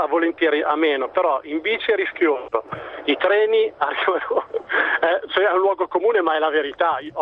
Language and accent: Italian; Pavia, Lombardy, Italy; Io sono di Pavia, vado a lavorare a Milano